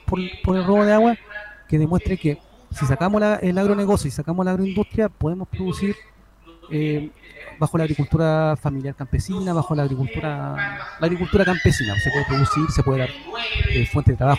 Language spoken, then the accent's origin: Spanish; Chincolco, Valparaíso, Chile; yo soy de Chincolco